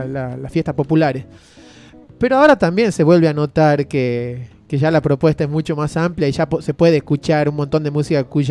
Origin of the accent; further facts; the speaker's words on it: Tucumán, Argentina; now in Luyaba, Argentina; Yo vivo en Luyaba, acá mis compañeros que están esta mañana viven en Merlo, pero son de Buenos Aires, yo soy de Tucumán.